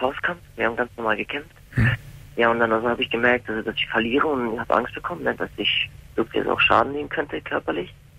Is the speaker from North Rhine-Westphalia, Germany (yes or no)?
no; Hamburg, Germany; Also ich komme aus Hamburg, habe ein sehr schweres Leben gehabt, bin in Problemstadtteilen aufgewachsen, in Asylheim. Ich komme aus dem ehemaligen Jugoslawien